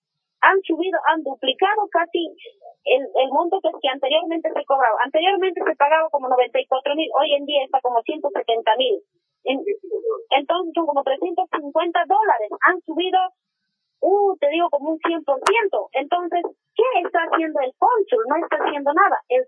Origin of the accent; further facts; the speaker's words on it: Bolivia; now in Chile; nuestra autoridad como boliviano es como padre, como para orientarnos, no nos orienta.